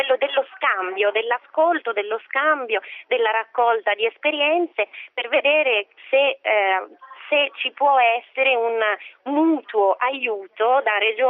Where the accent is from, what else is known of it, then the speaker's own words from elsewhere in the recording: Lombardy, Italy; non solo perché io sono brianzola e quindi è un territorio che conosco molto bene